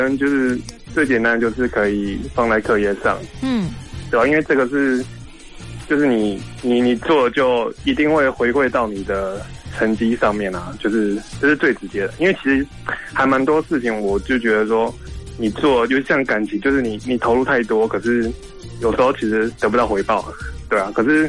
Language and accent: Chinese; Taichung, Taiwan; 我是台中的